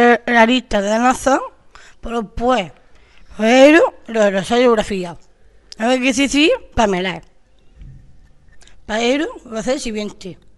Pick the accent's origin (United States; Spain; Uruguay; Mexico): Spain; Murcia, Region of Murcia; Me jodió, soy de Murcia.